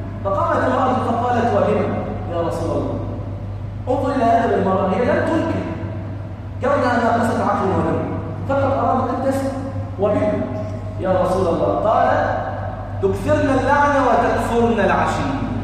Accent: Egypt; يعني مثلا عندنا في مصر الناظر إلى نتائج الثانوية العامة في السنوات العشر الأخيرة

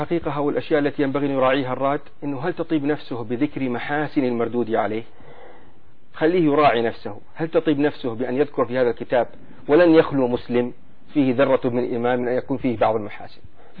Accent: Saudi Arabia; نحن عندنا في السعودية

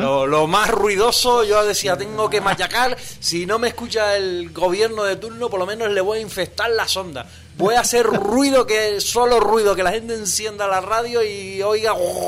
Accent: Canary Islands, Spain; Comencé en una emisora comunitaria en mi pueblo, donde nací, donde trabajo y donde vivo habitualmente, en la isla de Gran Canaria, en Islas Canarias, Radio Valle Seco.

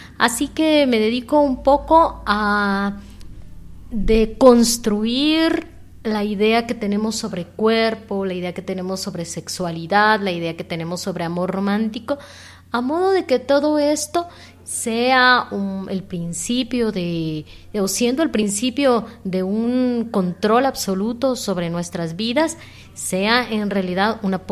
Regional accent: Mexico; now in Guatemala; soy mexicana. Llevo varios años viviendo en Centroamérica y bueno, la vida y la voluntad me trajo aquí a Guatemala y pues casi tengo 5 años viviendo aquí.

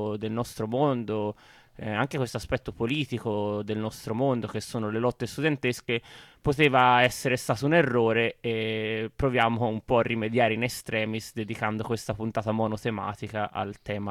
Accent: Prato, Tuscany, Italy; per dire sono cresciuto a Prato

